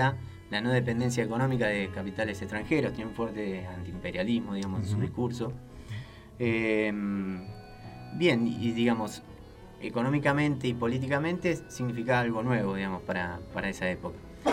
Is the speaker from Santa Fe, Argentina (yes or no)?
no; Buenos Aires, Argentina; yo que soy de Boca, te diría que la Boca queda más al